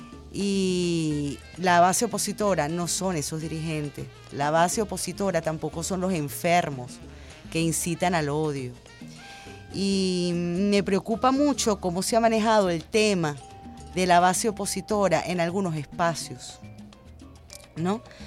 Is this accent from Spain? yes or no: no; Venezuela; cuando todos somos venezolanos